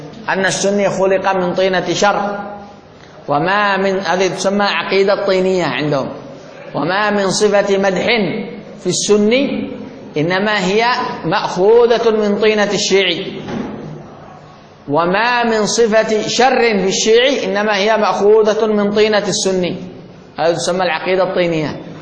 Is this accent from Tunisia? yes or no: no; Yemen; من الذي قوى الحوثيين عندنا في اليمن